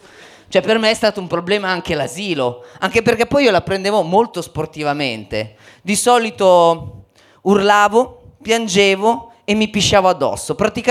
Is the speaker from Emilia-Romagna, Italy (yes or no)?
yes; Faenza, Emilia-Romagna, Italy; born there; io non sono nato a Milano, ma sono nato a Faenza.